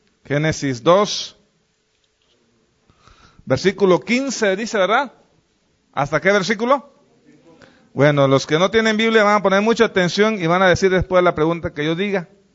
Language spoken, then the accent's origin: Spanish; Mexico; Como mexicanos, ahí está la ley.